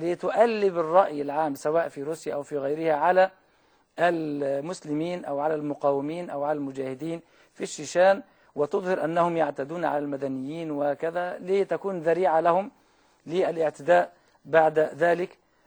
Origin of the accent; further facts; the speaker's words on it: Egypt; والمثل عندنا في مصر يقول